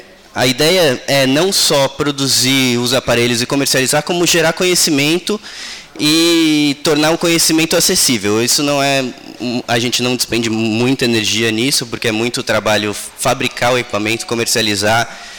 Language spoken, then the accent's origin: Portuguese; Ubatuba, São Paulo, Brazil; Eu fui criado em Ubatuba, minha infância, mas depois fui morar para fora e agora a gente está de volta em Ubatuba desde dezembro